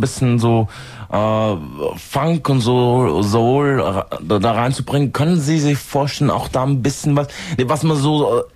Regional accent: Germany; first language German; Ja, also ich bin auch in Deutschland aufgewachsen. Also meine Muttersprache ist eigentlich Deutsch.

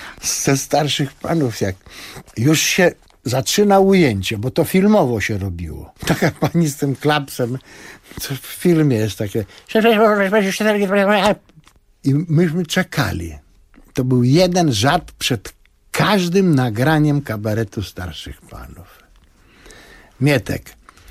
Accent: Lublin, Lublin Voivodeship, Poland; bo my z Lubelaki. On z Lubelaki, mało tego, z jednej ulicy, Kołłątaja.

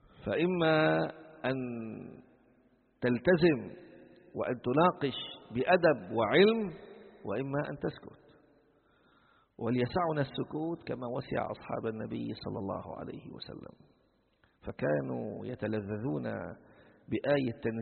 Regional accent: Sidon, South Governorate, Lebanon; كما في البلدة القديمة عندنا في صيدا

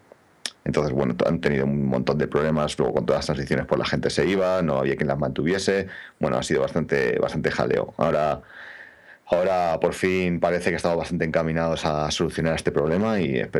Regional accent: Madrid, Community of Madrid, Spain; Soy un chaval de Madrid

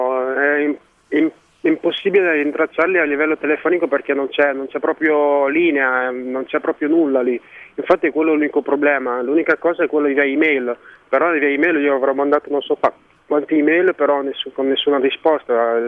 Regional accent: Haiti; gente che fa parte del mio stesso sangue, del mio paese

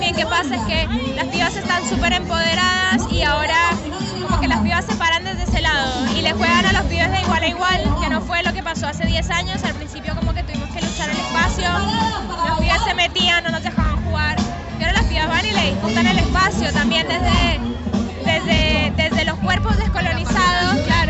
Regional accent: Bogotá, Colombia; now in Argentina; De Colombia, Bogotá. Hace 13 años que estoy acá.

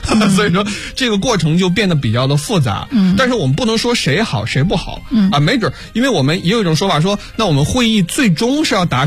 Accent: China

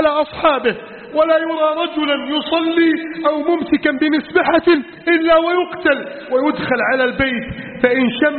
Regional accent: Egypt; اللهم احفظ بلدنا مصر من كيد الكائدين وحقد الحاقدين وتسلط المجرمين

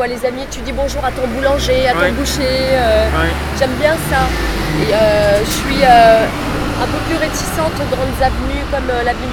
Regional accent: Paris, Île-de-France, France; Je suis née à Paris. C'est vrai que j'ai toujours vécu à Paris. Les amis, l'école, l'éducation, voilà, c'était parisien dans le quartier latin. C'est Saint-Germain-des-Prés.

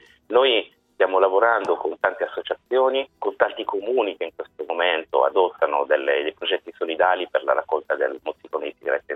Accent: Turin, Piedmont, Italy; Sì, io sono di Torino, svolgo la mia attività settimanale a Roma.

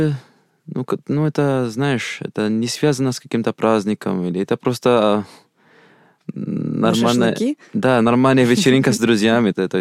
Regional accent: Algeria; Russian is a second language; я из Северной Африки, я из Алжира. Я не из Черной Африки

